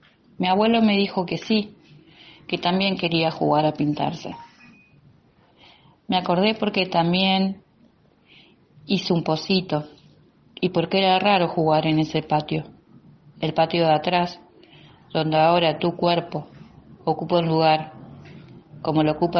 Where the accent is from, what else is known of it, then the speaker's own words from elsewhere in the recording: Santa Fe, Argentina; de Santa Fe.